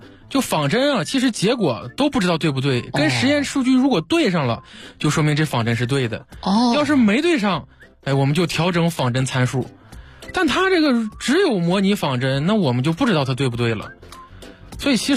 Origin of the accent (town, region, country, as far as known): China